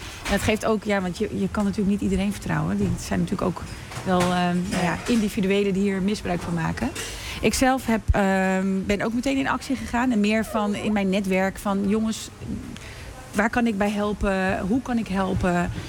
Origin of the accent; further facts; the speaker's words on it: Morocco; Ik ben zelf Marokkaans, dus ik ken de Marokkaanse gemeenschap best wel goed.